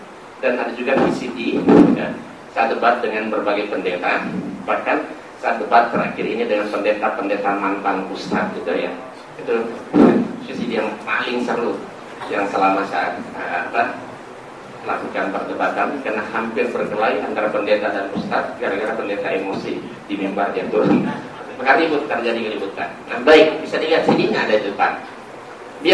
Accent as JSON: {"language": "Indonesian", "town": "Manado", "region": "North Sulawesi", "country": "Indonesia", "tie": "born there", "lives_now": "Depok, Indonesia", "said": "saya lahir di Manado 8 September tahun 49 dan tinggalnya di Jalan Tuburaya nomor 8 Kelapa 2 Cimanggis Depok, tepatnya depan Asrama Brimob Kelapa 2."}